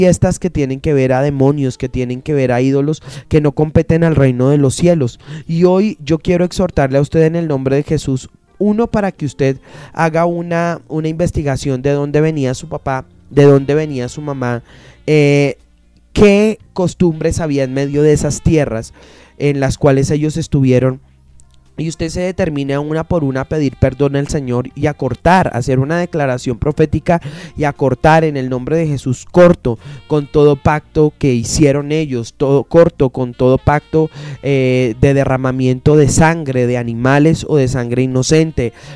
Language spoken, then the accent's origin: Spanish; Colombia; Nosotros como colombianos celebramos demasiadas fiestas.